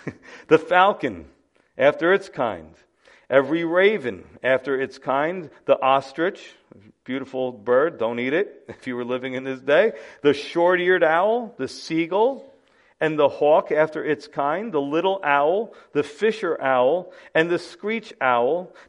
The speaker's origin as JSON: {"language": "English", "town": "New York City", "region": "New York", "country": "United States", "said": "We had a lot of those in the Bronx when I lived there. No offense, we love our Bronx people. We're from the Bronx"}